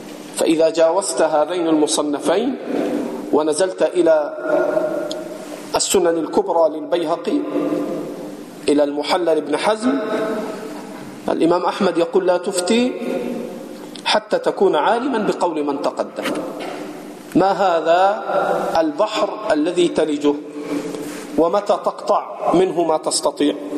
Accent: Egypt; عندنا في مصر بيقولوا الجمل طلع النخلة

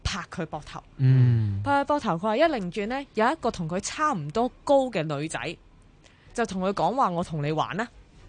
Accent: North Point, Hong Kong; 我细个喺北角村玩系玩到惊。

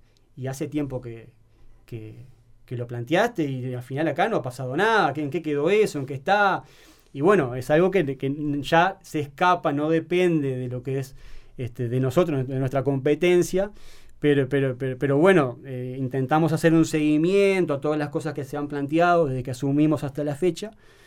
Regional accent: Piriápolis, Maldonado, Uruguay; yo soy de Piriápolis y quiero darle o poder contribuir en algo lo que esa ciudad me ha dado.

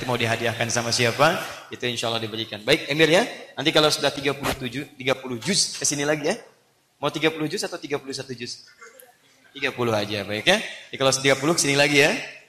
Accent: Banten, Indonesia; Saya juga sama, saya dari Banten ya, boy. Sudah lama tinggal di sini.

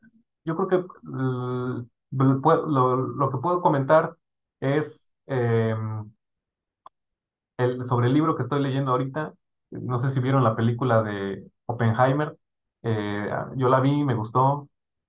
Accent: Mexico; Entonces yo cuando leo esto, pienso en mi país. Es algo que yo quisiera para México, ¿no?

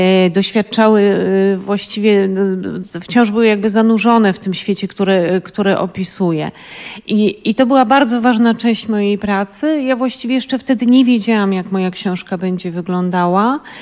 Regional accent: Lower Silesian Voivodeship, Poland; dlatego że ja pochodzę właśnie z Dolnego Śląska.

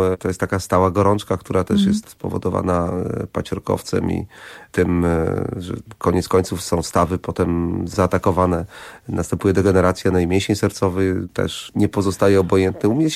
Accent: Jarosław, Subcarpathian Voivodeship, Poland; also born or lived in Lubaczów; Ja się urodziłem w Lubaczowie, w bardzo małym mieście na Podkarpaciu. Jestem obywatelem honorowym w tej chwili Lubaczowa. Wychowałem się w Jarosławiu.

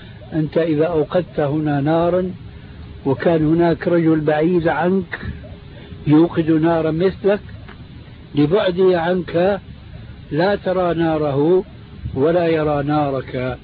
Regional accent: Syria; هذه يسموها عندنا في سوريا برازيت

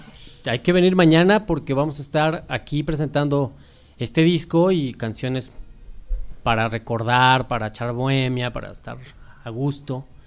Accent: Mexico City, Mexico; now in Ixtapaluca, Mexico; Yo soy de la Ciudad de México, pero... Hace unos 15 años me vine a vivir aquí a Ixtapaluca. Mis hijos nacieron aquí, son del Estado de México y de la zona de del Oriente.

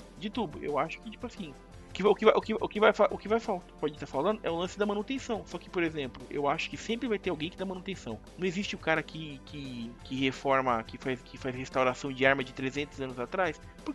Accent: Brazil; Eu sou brasileiro, eu sou otimista e eu sou vencedor

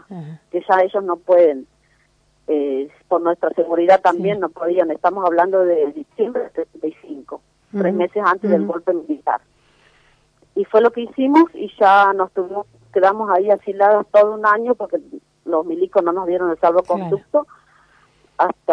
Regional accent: Santiago del Estero, Argentina; born there; Nací en Santiago del Estero, pero ahora estoy viviendo.

